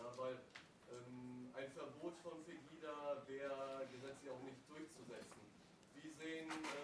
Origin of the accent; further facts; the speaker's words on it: Italy; also ich als Italiener habe ich halt immer den Vergleich mit Italien gemacht.